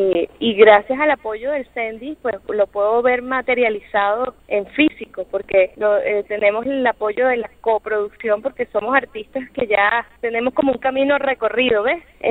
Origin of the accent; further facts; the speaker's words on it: Venezuela; me identifico con lo que soy yo como venezolana